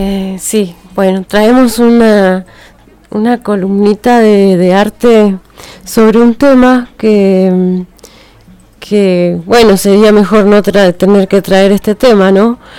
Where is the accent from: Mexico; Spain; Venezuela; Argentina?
Argentina; ¿Cómo vamos a saber quiénes somos como argentinos en el arte, ¿no?